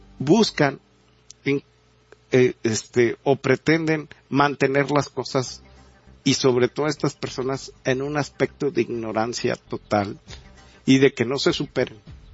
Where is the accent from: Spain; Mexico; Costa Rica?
Mexico; muchos de nosotros como mexicanos somos espiados